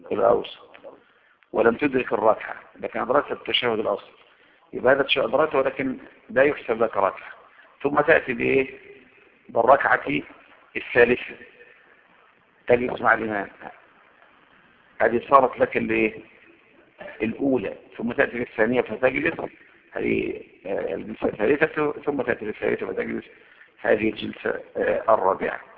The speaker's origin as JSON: {"language": "Arabic", "country": "Egypt", "said": "اما انا من هنا من مصر يستحب ان اشد الرحله الى"}